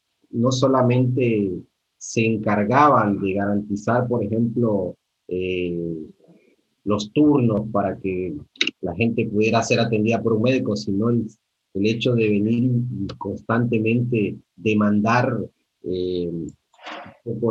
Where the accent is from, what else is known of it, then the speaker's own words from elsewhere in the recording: Honduras; los saberes ancestrales en mi país, donde vengo, donde nací, en Honduras, específicamente, hay comunidades totalmente abandonadas por el Estado.